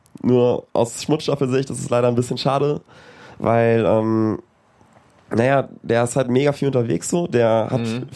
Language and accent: German; Wunstorf, Lower Saxony, Germany; Ja, ich komme aus Wunsdorf, aber das sind ja nur 10 Minuten von Hannover.